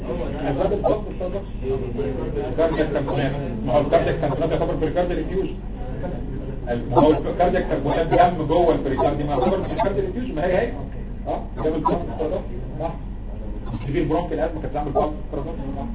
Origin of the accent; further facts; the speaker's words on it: Egypt; انا طبعا انت عارف ان عندنا في مصر